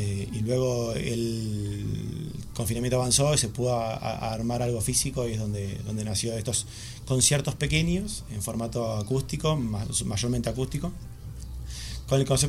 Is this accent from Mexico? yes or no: no; Argentina; now in Madrid, Spain; Soy argentino, por si alguno...